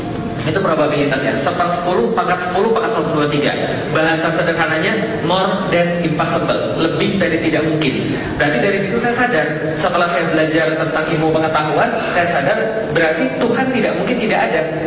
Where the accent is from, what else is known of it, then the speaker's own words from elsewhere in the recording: Palembang, South Sumatra, Indonesia; born there; jadi saya asli Chinese. Saya lahir di Palembang, kemudian saya baru mengenal Islam pada tahun 2002.